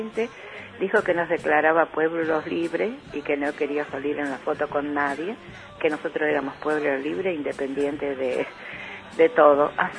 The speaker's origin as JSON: {"language": "Spanish", "town": "Malvinas Argentinas", "region": "Buenos Aires Province", "country": "Argentina", "said": "de Malvinas, Argentina, es la patota que dicen."}